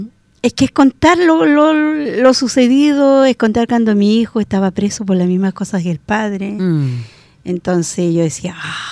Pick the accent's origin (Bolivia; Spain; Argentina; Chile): Chile; Arauco, Biobío; born there; después mi familia se cambió de ciudad. Y para que nadie se diera cuenta, y aún así, en Arauco, mi pueblo de nacencia, nunca se supo que yo tuve un hijo.